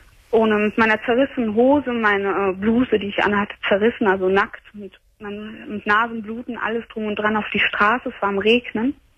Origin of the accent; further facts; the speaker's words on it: Brazil; Ich bin Brasilianerin.